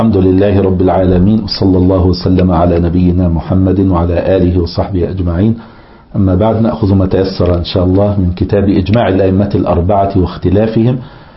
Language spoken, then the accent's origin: Arabic; Egypt; كان مثلا عندنا في مصر وكذا كل شوية فئات العملة